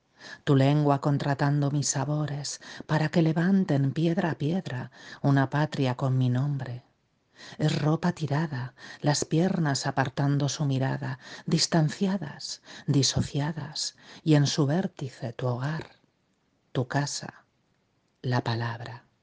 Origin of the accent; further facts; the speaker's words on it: Spain; now in San Sebastián, Spain; soy una poeta española, vivo en el País Vasco, en una ciudad llamada Donostia